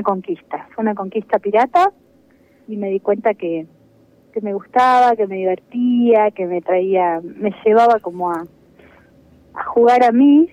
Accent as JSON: {"language": "Spanish", "country": "Argentina", "said": "sí, somos latinos, argentinos, y eso siempre se escucha, se siente"}